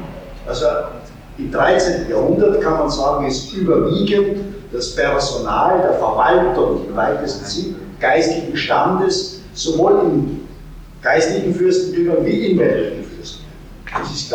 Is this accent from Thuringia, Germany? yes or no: yes; Thuringia, Germany; Man spricht immer, und ich komme aus der Gegend oder bin da aufgewachsen, so würde ich sagen, die Erfurter werden abqualifiziert als Buffkohle.